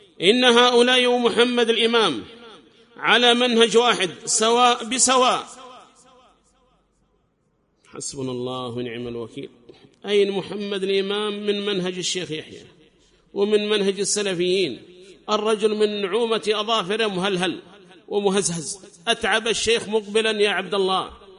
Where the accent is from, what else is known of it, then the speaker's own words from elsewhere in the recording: Yemen; ليس لك شأن عندنا في اليمن